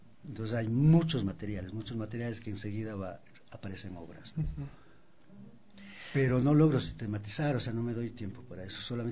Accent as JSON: {"language": "Spanish", "country": "Ecuador", "said": "es parte de nuestra identidad como andinos y como ecuatorianos"}